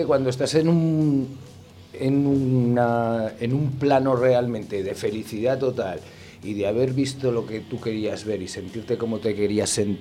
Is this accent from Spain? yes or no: yes; Mezalocha, Aragon, Spain; Una peña que hay en el pantano de mi pueblo, Mezalocha. Uh-huh. Y ese es como si fuera un retiro espiritual para mí desde la niñez.